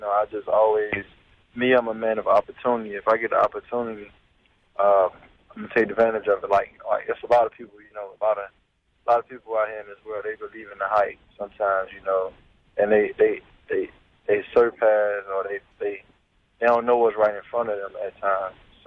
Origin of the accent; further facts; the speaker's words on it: Miami, Florida, United States; You know, it was hard. You know, growing up in Miami, you know, I just was one of those kids that always had a vision of making it out.